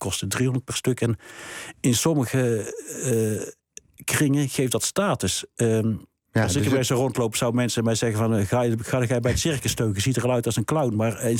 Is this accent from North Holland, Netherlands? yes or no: no; North Brabant, Netherlands; Kijk, Brabant is natuurlijk een geval apart. Ik ben zelf Brabander.